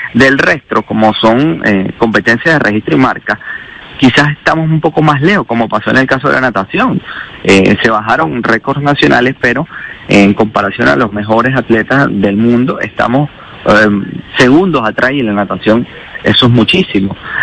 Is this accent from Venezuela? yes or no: yes; Venezuela; no creo que como venezolano debemos independientemente apoyar a esa persona que está allí